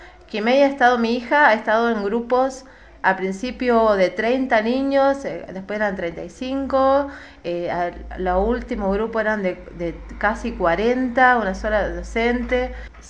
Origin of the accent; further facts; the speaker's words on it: Merlo, Buenos Aires Province, Argentina; Yo soy de Merlo